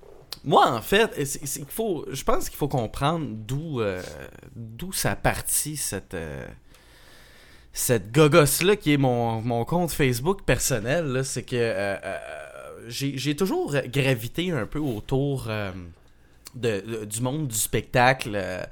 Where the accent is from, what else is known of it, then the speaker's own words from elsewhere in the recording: Sainte-Martine, Quebec, Canada; moi je viens de la campagne, je viens de Sainte-Martine, qui est comme un peu plus loin que Châteauguay, l'autre bord du pont Mercier, là, dans le fin fond du trou du cul du monde entier